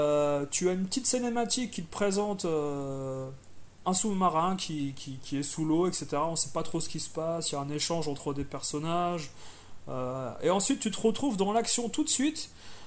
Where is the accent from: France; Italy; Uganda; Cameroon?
France; accent: French; je parle anglais couramment, il n'y a aucun problème, mais pour moi, je suis français à la base, et voilà, si tu veux, ça me dérange pas de parler avec un accent français